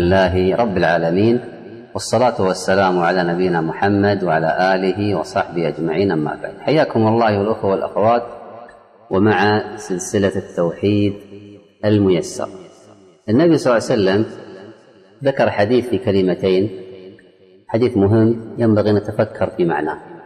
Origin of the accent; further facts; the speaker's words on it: Kuwait; عندنا في الكويت اذهب إلى أي مستشفى حكومي مو خاص، حكومي